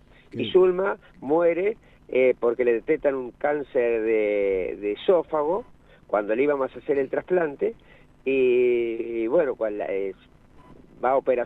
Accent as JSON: {"language": "Spanish", "country": "Argentina", "said": "Ni un papel y un lápiz, como buen argentino, tenemos para el chamullo, ¿viste cómo somos?"}